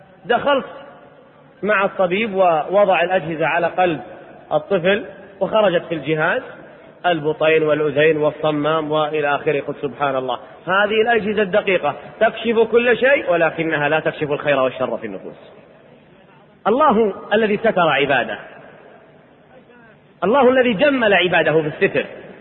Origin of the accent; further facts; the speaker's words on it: Riyadh, Riyadh Province, Saudi Arabia; أنا أذكر عندنا في الرياض دار تحفيظ قرآن